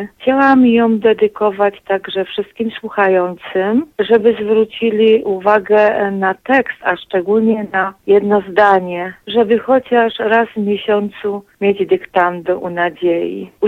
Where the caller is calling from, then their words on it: Lesser Poland, Poland; z Małopolski